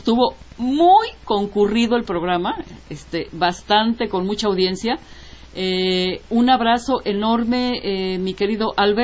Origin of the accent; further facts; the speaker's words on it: Puebla, Mexico; Es coterráneo mío, yo nací en Puebla también. Así que, sí, soy poblana chicharronera